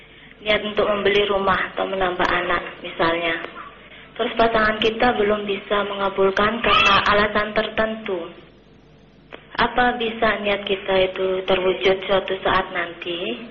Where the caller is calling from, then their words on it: Mataram, West Nusa Tenggara, Indonesia; di Mataram.